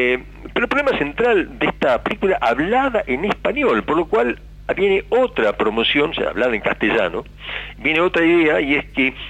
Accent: Uruguay; yo soy auténticamente uruguayo, le digo por aquellos que piensan que soy uruguayo, y además de origen napolitano, no pude ser italiano.

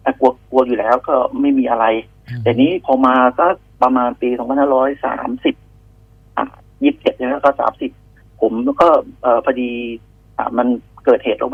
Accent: Phitsanulok, Thailand; now in Bangkok, Thailand; ผมเองก็เป็นคนต่างจังหวัดเป็นคนพิษณุโลกครับที่บอกผมนะครับปัจจุบันก็อยู่กรุงเทพก็มาอยู่กรุงเทพประมาณปี2541

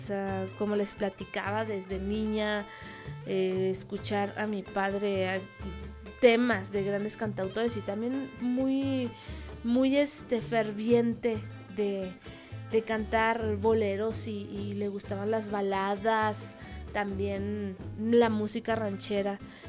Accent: Saltillo, Coahuila, Mexico; Yo crecí en Saltillo, Coahuila, me considero norteña de corazón y realmente crecí escuchando música norteña.

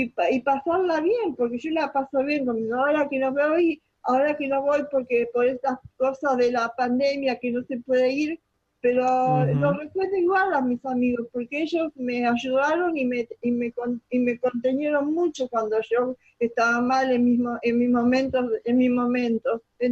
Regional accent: Buenos Aires, Argentina; now in Bariloche, Argentina; Soy de Buenos Aires, pero hace como 20 años que nos vinimos a vivir a Bariloche con mi hermano.

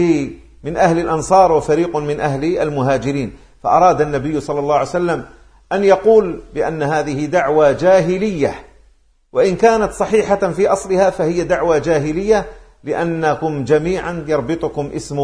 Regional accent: Algeria; أنا من الجزائر من باب التعريف بأنني أنتسب إلى أرض تسمى الجزائر، أو أقول للعاصمي عندما ألتقي به أقول له أنا من مغنية

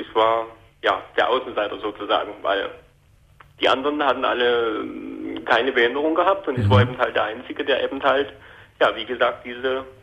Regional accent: Dresden, Saxony, Germany; also ich komme aus Dresden.

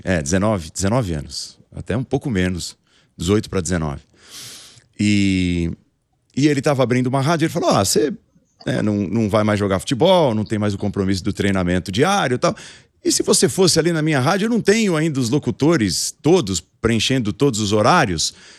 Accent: São Caetano do Sul, São Paulo, Brazil; no ABC, uhum, né? De onde eu venho. É, eu sou de São Caetano. Na verdade, eu sou nascido em São Paulo, mas minha mãe, por exemplo, mora até hoje em São Caetano.

